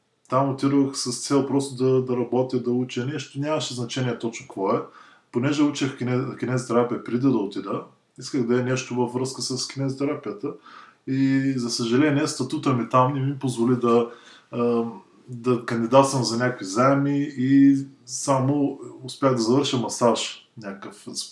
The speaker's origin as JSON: {"language": "Bulgarian", "town": "Razgrad", "region": "Razgrad Province", "country": "Bulgaria", "tie": "born or raised there", "said": "И отскоро, може би година и половина, живея в България, в родния ми град Разград."}